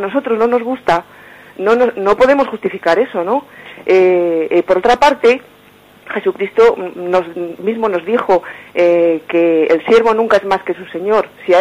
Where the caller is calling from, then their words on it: Burgos, Castile and León, Spain; de Burgos.